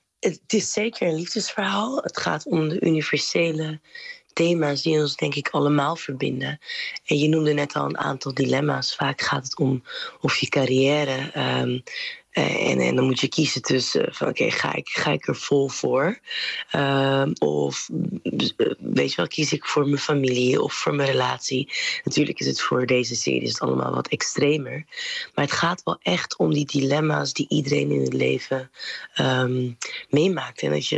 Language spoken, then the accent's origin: Dutch; Rotterdam, South Holland, Netherlands; Maar Rotterdam is wel ook een havenstad. Dus ik heb me altijd afgevraagd, ook opgroeiend in Rotterdam